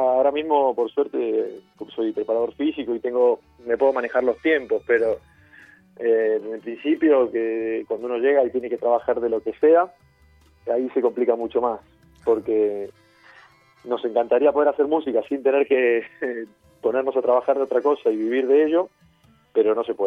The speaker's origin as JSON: {"language": "Spanish", "country": "Argentina", "said": "Y yo también, que soy argentino."}